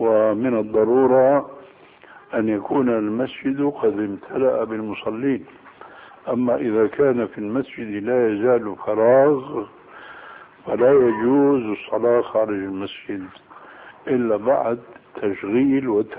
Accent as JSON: {"language": "Arabic", "region": "Damascus Governorate", "country": "Syria", "said": "عندنا في الشام"}